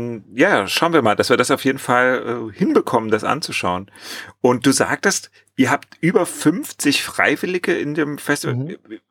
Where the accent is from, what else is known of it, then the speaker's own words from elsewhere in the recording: Germany; Ich komme auch aus der DDR, ich hatte aber tatsächlich 4 Jahre Französisch, aber das ist leider, als hätte ich keins gehabt.